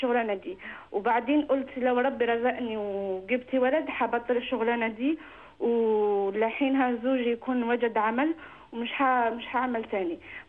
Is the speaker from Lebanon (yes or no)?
no; France; Arabic is a second language; في نفس الوقت أنا من فرنسا وعندي مشاكل شوي في اللغة